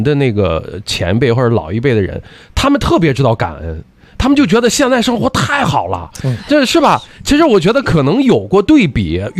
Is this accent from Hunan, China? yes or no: no; Shandong, China; 我是山东人啊，就是我们那吃饭感觉讲究规矩比较多